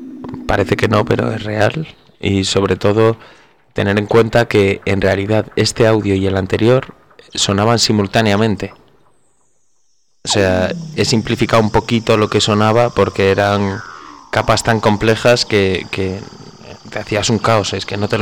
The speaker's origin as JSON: {"language": "Spanish", "region": "Galicia", "country": "Spain", "said": "el gallego marinero, con el que siempre me he sentido identificado"}